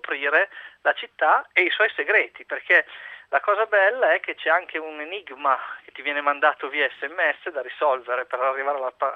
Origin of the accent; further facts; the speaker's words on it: Mantua, Lombardy, Italy; now in Milan, Italy; io sono originario di Mantova, vivo a Milano da 10 anni